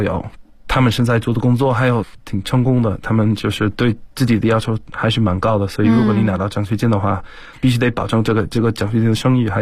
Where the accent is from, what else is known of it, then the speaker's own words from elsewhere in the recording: South East England, United Kingdom; Chinese is a second language; now in China; 我来自英国肯特郡，在中国差不多已经要7年左右。